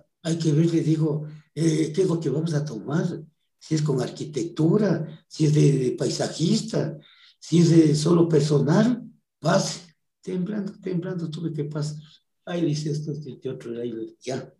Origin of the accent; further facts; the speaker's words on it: Machachi, Pichincha, Ecuador; Spanish is a second language; ¿De dónde es usted? Le digo, de Machachi. Y de allá viene. Y digo, sí, lo digo, de allá, Belco.